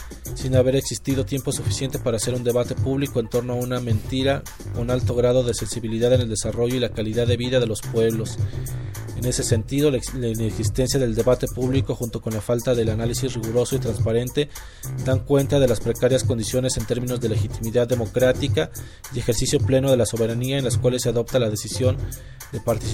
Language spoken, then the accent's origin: Spanish; Mexico; en donde nosotros como mexicanos estamos incluidos.